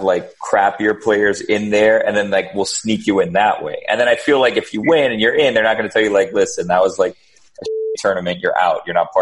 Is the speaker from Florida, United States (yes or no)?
yes; Miami, Florida, United States; Like, so I was from Miami. I joined the track team as a walk-on